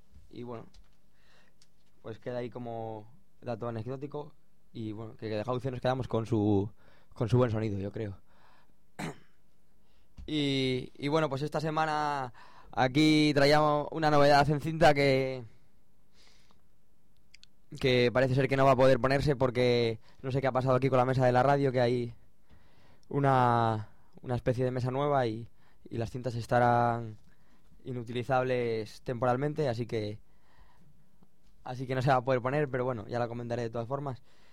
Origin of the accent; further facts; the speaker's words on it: Avilés, Asturias, Spain; se dio en Avilés, que es de donde soy yo